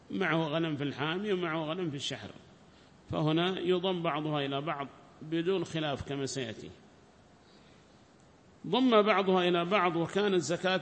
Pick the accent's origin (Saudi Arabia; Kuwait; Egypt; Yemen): Yemen; Hadhramaut; هنا 20 عندنا في حضرموت و20 في عدن